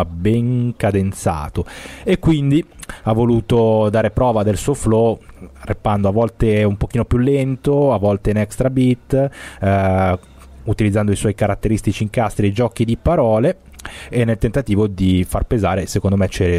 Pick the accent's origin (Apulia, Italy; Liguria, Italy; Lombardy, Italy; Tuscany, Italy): Lombardy, Italy; Cesate; quindi quasi vicini di casa con me, che sono di Cesate.